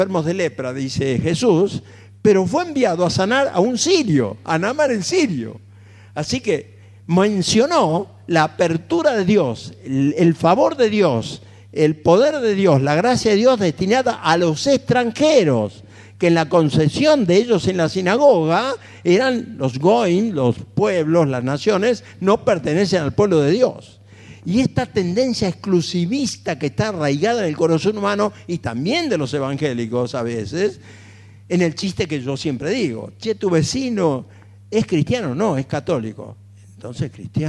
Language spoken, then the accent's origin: Spanish; Buenos Aires, Argentina; Y como soy porteño me gusta el tango